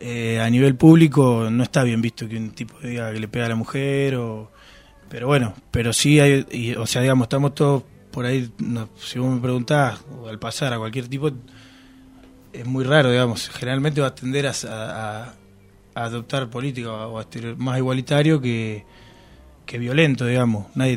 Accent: Olavarría, Buenos Aires Province, Argentina; irme yo a Olavarría, por ejemplo, que es de donde soy

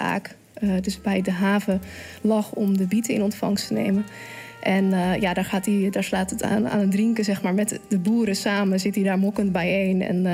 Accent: Zeeland, Netherlands; dat zou ik als echte Zeeuw zeggen

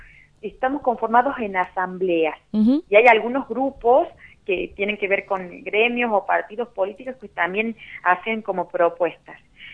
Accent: Chilecito, La Rioja, Argentina; yo soy de Chilecito

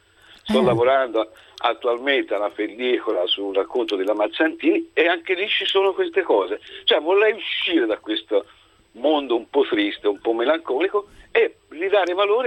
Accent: Ercolano, Campania, Italy; born there; moved away as an adult; now in Prato, Italy; sì. Io sono originario della zona di cui parlava prima il signore, sono nato a Ercolano, ma vivo oramai da 40 anni a Prato

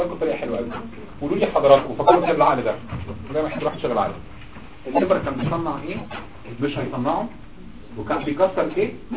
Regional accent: Egypt; طبعا الكلام ده عندنا في مصر في الارياف ما كانش بيتم غالبا

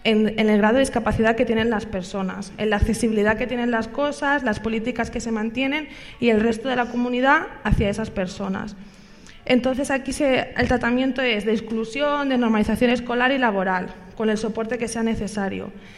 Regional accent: Barcelona, Catalonia, Spain; yo soy de Barcelona

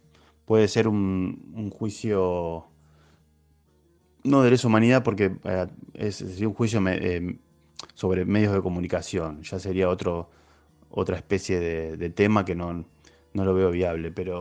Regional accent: Argentina; Pero siendo futbolero y argentino, te puedo decir que me da un poco de vergüenza

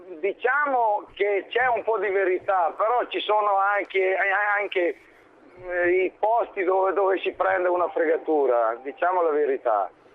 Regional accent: Serbia; now in Italy; sono un serbo, originario serbo, però sono cittadino italiano.

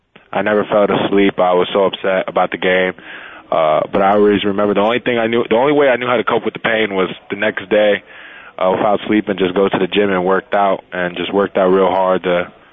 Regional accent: New Jersey, United States; I am from New Jersey. It always gets really hot and it gets really cold.

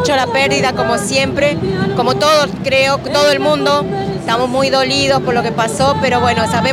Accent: Argentina; nos sentimos orgullosas como argentinas que somos de haber tenido un representante en el Vaticano.

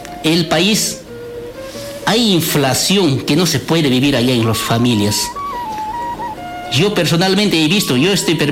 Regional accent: Bolivia; queremos pobreza en Bolivia, nosotros queremos trabajo. Todos los bolivianos, nosotros queremos vivir como un boliviano

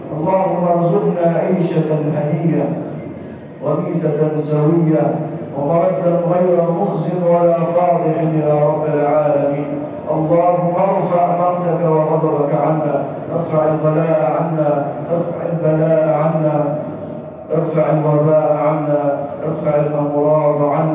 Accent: Egypt; واجعل بلدنا مصر راحة للامن والامان

